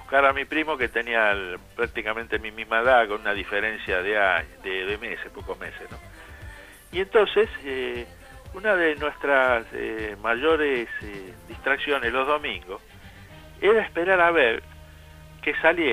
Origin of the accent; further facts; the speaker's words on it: Buenos Aires, Argentina; born there; yo que nací en San Telmo, ahí en la calle Chacabuco, entre Estados Unidos e Independencia, donde vivía una tía mía, yo nací en la cama de una tía.